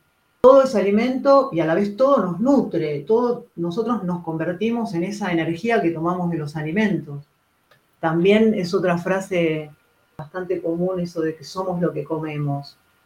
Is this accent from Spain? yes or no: no; Patagonia, Argentina; born there; Sigo siendo argentina, orgullosamente argentina, y de esta tierra, y de los Andes, porque yo nací en la Patagonia, y de la Pampa también, o sea, no soy oriental, no soy ni budista, ni hindú tampoco, o sea, no soy de allá, soy de acá.